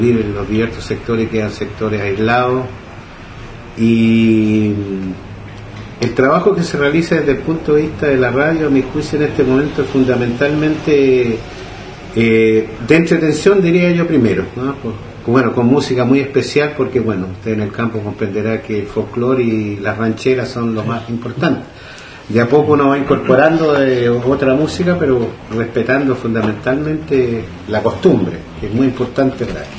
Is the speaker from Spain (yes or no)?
no; Quilpué, Valparaíso, Chile; yo vengo de Coyihuay, que es un sector rural de la comuna de Quilpué, que está a unos 60 kilómetros de Quilpué, donde la labor fundamental es agroturística